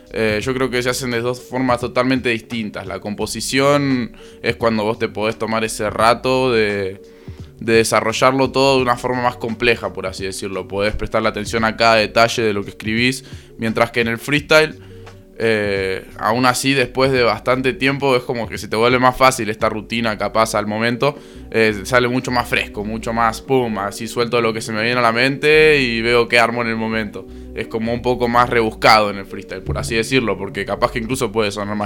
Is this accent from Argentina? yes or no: yes; Mar del Plata, Buenos Aires Province, Argentina; born there; now in Córdoba, Argentina; en Mar del Plata, que es donde yo nací en realidad, aunque vivo acá desde los 3 años.